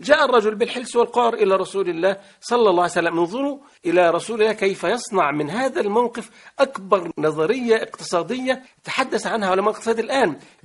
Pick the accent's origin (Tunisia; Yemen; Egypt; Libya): Egypt; كان عندنا في مصر، كانت دعوته في مصر وكان يعمل في مصر